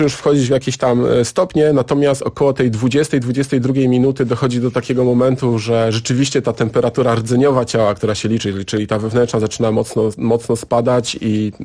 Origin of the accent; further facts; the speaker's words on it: Siemianowice Śląskie, Silesian Voivodeship, Poland; Akurat w Siemianowicach Śląskich, skąd pochodzę, są zakłady mięsne